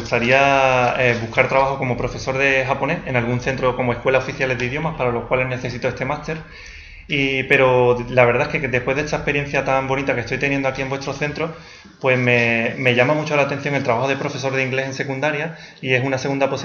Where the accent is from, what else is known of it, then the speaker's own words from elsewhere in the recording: Andalusia, Spain; Entonces ahora me siento más conectado a España, concretamente a Andalucía y a mi pueblo.